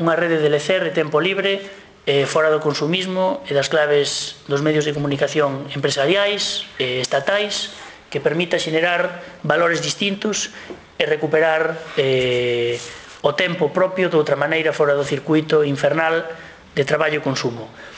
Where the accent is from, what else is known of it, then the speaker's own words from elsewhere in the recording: Galicia, Spain; Que vos somos os galegos, de que maneira nos terían que atender por cima de vascos e cataláns